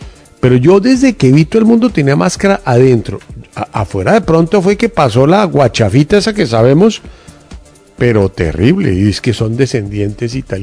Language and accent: Spanish; Colombia; no somos imagen. Colombia, no somos Argentina.